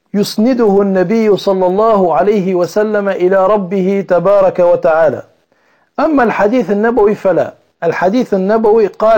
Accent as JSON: {"language": "Arabic", "country": "Tunisia", "said": "أو عندنا في تونس التربيج لأسماء الله"}